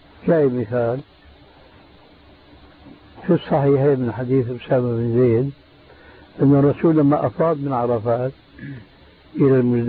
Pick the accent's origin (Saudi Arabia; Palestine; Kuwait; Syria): Syria; بسموه عندنا بالشام بورغان بوق